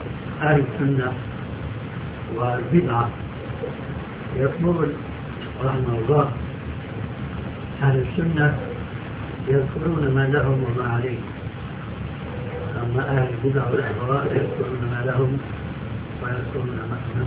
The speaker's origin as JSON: {"language": "Arabic", "country": "Saudi Arabia", "said": "في مثل عام عندنا في السعودية"}